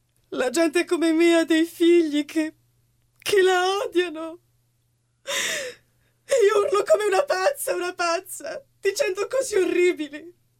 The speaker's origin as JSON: {"language": "Italian", "town": "Verona", "region": "Veneto", "country": "Italy", "tie": "born or raised there", "said": "Sono nata a Verona, cresciuta a Verona."}